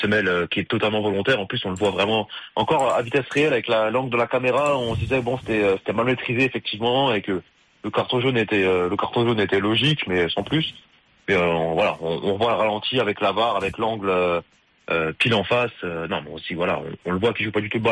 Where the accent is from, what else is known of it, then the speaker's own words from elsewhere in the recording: France; on lui doit beaucoup, nous en tant que Français en plus, voilà.